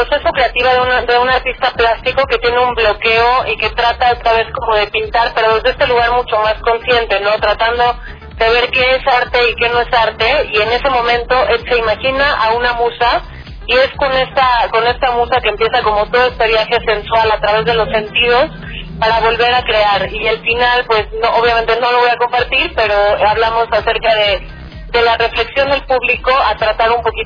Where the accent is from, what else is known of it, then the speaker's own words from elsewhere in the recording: Mexico; yo como mexicana